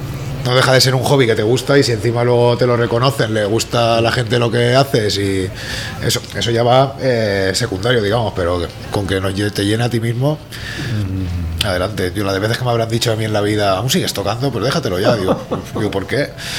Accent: Quart de Poblet, Valencian Community, Spain; yo soy de Cuare Poblet, en mi zona entró algo

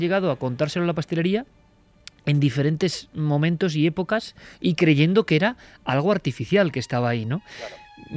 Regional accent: Vitoria, Basque Country, Spain; born there; de la noche con la luna casi llena sobre Vitoria. Me parece mágico y me gusta además que a la ciudad donde yo nací

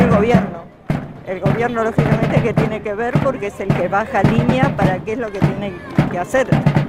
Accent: Lobos, Buenos Aires Province, Argentina; Soy jubilada, soy de Lobos.

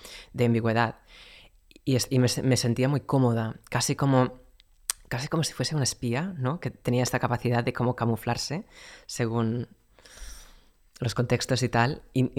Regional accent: North Carolina, United States; Spanish is a second language; Soy de Carolina del Norte, que es una zona bastante conservadora y bastante religiosa también

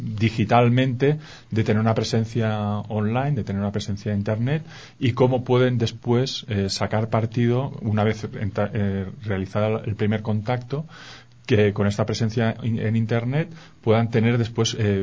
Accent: Spain; yo vengo de España y a veces estamos muy enfocados hacia la cultura europea

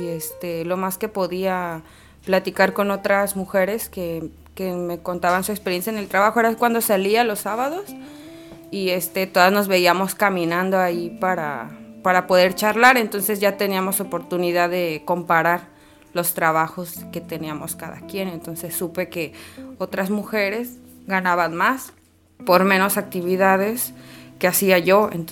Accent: Puebla, Mexico; moved away as an adult; now in Tijuana, Mexico; tengo 29 años, soy originaria de Puebla, Puebla. Tengo 3 hijos y llegué a vivir a Tijuana en el año 2015.

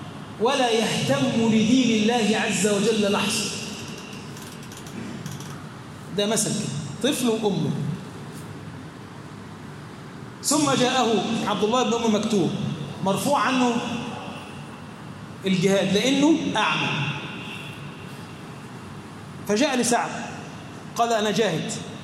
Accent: Egypt; بلدنا مصر بلدا امنا مطمئنا، سخاء رخاء

